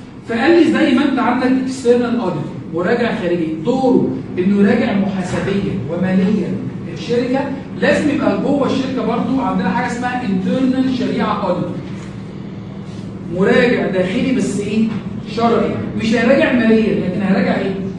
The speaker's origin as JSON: {"language": "Arabic", "country": "Egypt", "said": "في عندنا في مصر"}